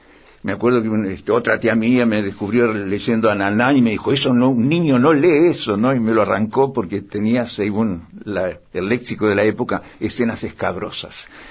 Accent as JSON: {"language": "Spanish", "town": "Melo", "region": "Cerro Largo", "country": "Uruguay", "tie": "born or raised there", "also_born_or_lived": "Montevideo", "said": "una tía mía que era directora de una escuela en Melo, mi ciudad natal, y yo estaba en Montevideo para que me cuidaran mejor ahí."}